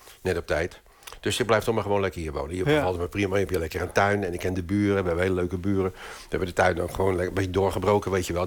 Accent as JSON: {"language": "Dutch", "town": "Rotterdam", "region": "South Holland", "country": "Netherlands", "said": "Dus heb ik Amsterdam, waar we dus zijn, en Rotterdam, waar ik vandaan kom"}